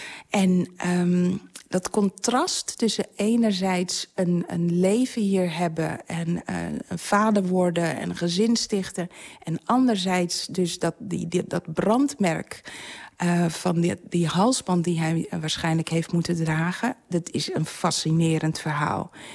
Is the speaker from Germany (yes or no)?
no; Curaçao; born there; Ik ben zelf geboren op Curaçao...